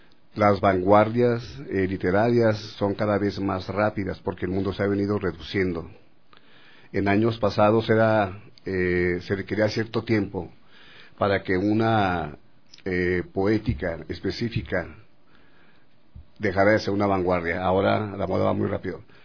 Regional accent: Ciudad Juárez, Chihuahua, Mexico; Yo soy de Ciudad Juárez. Yo vivo donde empieza o donde termina América Latina. Dentro de México somos una ciudad y una cultura periférica, es muy externa.

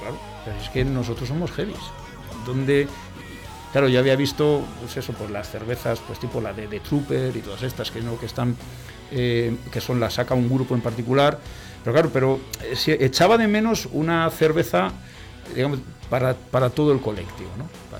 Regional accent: Burgos, Castile and León, Spain; no nos olvidamos que nosotros somos de Burgos, y entonces el proyecto nace en Burgos

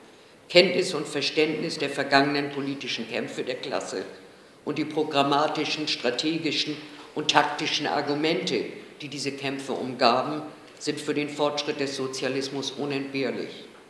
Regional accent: Hamburg, Germany; von der Internationalen Bolschewistischen Tendenz und ich komme aus Hamburg.

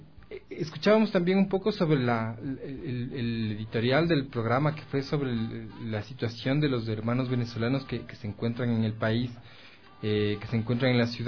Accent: Ecuador; no muy bien plantados como sociedad ecuatoriana

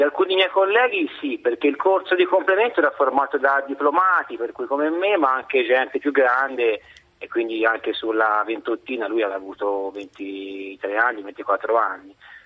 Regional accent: Livorno, Tuscany, Italy; Sono di Livorno

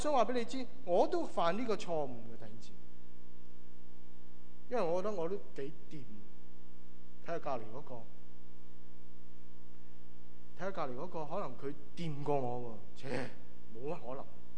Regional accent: Guangdong, China; 我们广东人中国人说

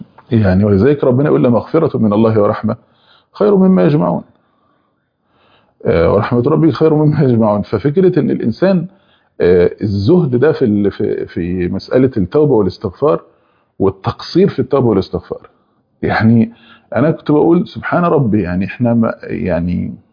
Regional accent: Egypt; زي عندنا في مصر

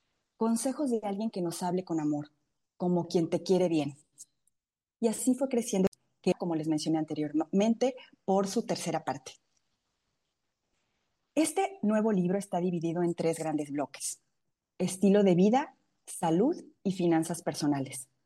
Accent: Hidalgo, Mexico; now in Monterrey, Mexico; soy mexicana, originaria del estado de Hidalgo.

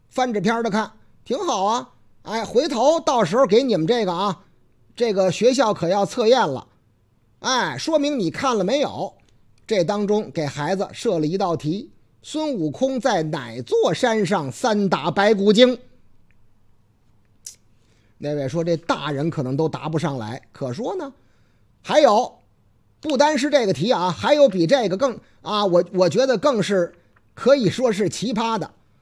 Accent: Laoting, Hebei, China; 这是我老家河北乐亭。对对对，挨着唐山

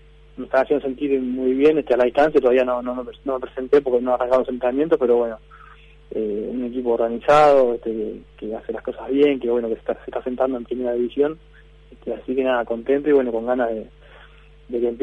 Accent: Uruguay; yo soy jugador vasco, pero soy uruguayo.

